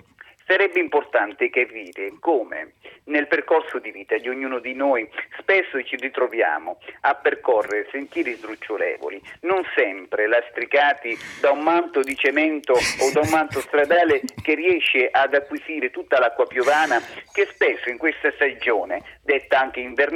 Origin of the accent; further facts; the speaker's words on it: Apulia, Italy; essendo io pugliese, quindi lo conoscevo